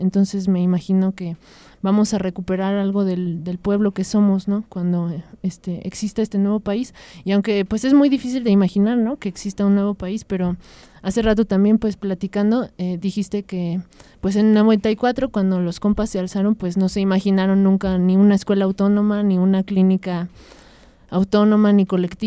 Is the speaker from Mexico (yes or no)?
yes; Mexico; no imaginamos qué es todo lo que podemos lograr como pueblo mexicano